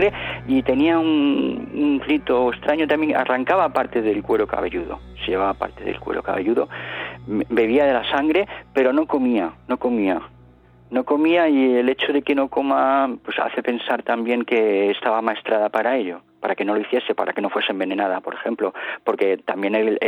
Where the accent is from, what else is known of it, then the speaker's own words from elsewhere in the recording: Spain; digo, no, pero yo digo, soy un investigador español y escribo sobre estos temas y tal.